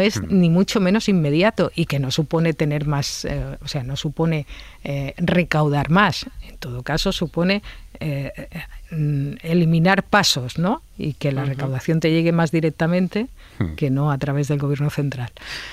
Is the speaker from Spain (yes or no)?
yes; Catalonia, Spain; yo como catalana lo mismo me da que me los recaude la Hacienda catalana que la Hacienda española.